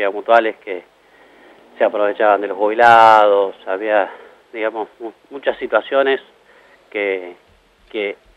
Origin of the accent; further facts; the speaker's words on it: Morón, Buenos Aires Province, Argentina; No, yo no soy de Moreno, soy de Morón.